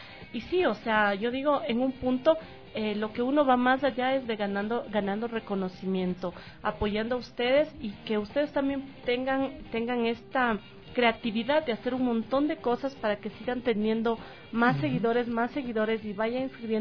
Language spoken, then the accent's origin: Spanish; Ecuador; nosotros como ecuatorianos, si tenemos un defecto